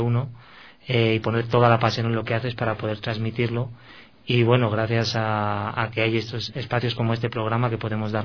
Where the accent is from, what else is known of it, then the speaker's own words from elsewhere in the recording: Spain; now in Ecuador; Se puede notar por mi acento, sí.